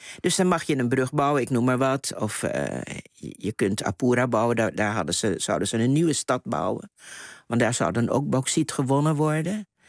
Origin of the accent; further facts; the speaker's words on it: Curaçao; born there; Ik ben geboren op Curaçao, wel uit Surinaamse ouders.